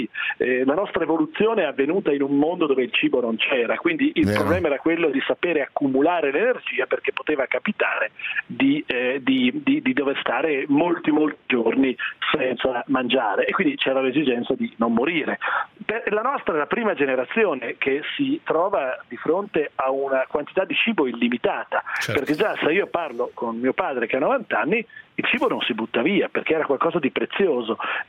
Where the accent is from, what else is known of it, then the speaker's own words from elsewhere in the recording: Fermignano, Marche, Italy; Io sono cresciuto lì in una piccola cittadina che si chiama Fermignano, attaccata a Urbino